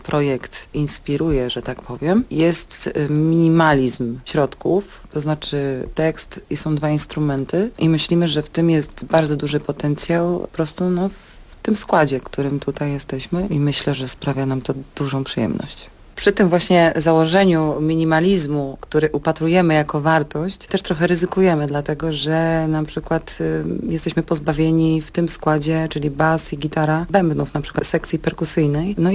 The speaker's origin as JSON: {"language": "Polish", "town": "Bielsko-Biała", "region": "Silesian Voivodeship", "country": "Poland", "said": "Jesteśmy z Bielska Białej oraz z Wisły."}